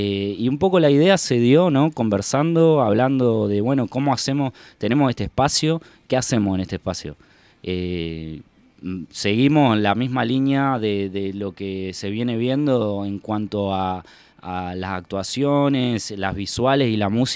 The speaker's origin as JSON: {"language": "Spanish", "region": "Entre Ríos", "country": "Argentina", "said": "cuando vine acá de Entre Ríos, yo soy entrerriano, vine de Entre Ríos para acá"}